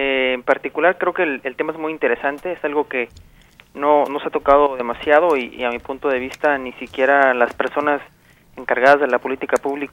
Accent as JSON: {"language": "Spanish", "region": "Oaxaca", "country": "Mexico", "said": "Yo soy originario de Oaxaca, vivo en una ciudad relativamente mediana en el estado, pero convivo mucho con las comunidades alrededor."}